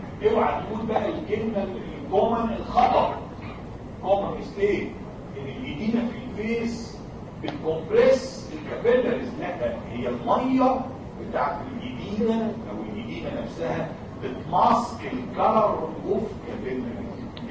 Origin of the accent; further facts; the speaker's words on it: Egypt; ان الكونشاكتايفا عندنا في مصر بايظه